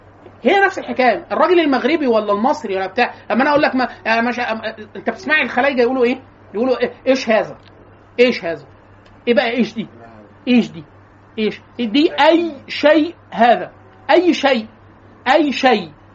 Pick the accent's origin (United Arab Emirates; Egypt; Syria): Egypt; Upper Egypt; يعني انا وانا من محافظه من الصعيد ما كنتش بفهم ولا حاجه